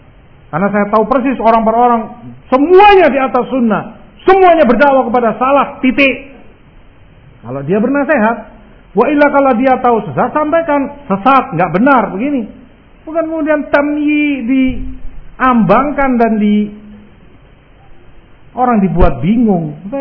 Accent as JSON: {"language": "Indonesian", "region": "Jakarta", "country": "Indonesia", "said": "saya orang Jakarta, tahu persis Masya Allah kajiannya bagus"}